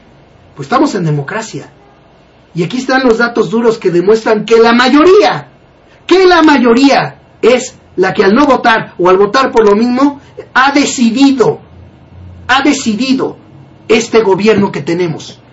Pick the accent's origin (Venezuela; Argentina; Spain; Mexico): Mexico; que somos los mexicanos, que como sociedad tenemos que iniciar ese cambio